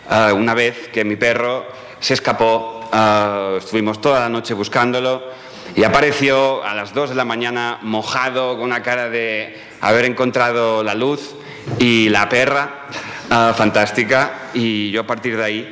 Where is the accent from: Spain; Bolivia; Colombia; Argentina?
Spain; first language Catalan; Spanish is a second language; mi lengua materna es el catalán y aunque tiendo a escribir en castellano, no estoy parando de traducir en todo momento